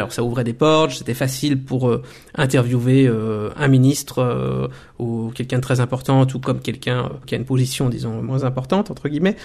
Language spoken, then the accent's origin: French; Belgium; moved away as an adult; Et étant belge, je suis né, j'ai grandi en Belgique, pour moi, l'Afrique dont on parlait et dont on parle toujours aujourd'hui, ce sont les anciennes colonies belges